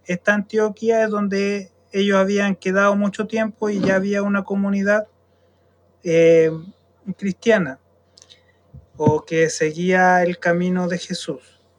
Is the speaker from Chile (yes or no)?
yes; Chile; nosotros estamos en Chile, somos chilenos